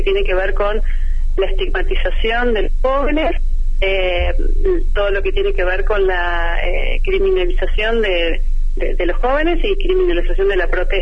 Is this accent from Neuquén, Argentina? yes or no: no; Bariloche, Río Negro, Argentina; also born or lived in Buenos Aires; Soy de Bariloche, mi familia es de aquí, de Bariloche, nací en esta ciudad, me fui a estudiar a Buenos Aires, estudié en la UBA, abogacía, y me volví a Bariloche a ejercer.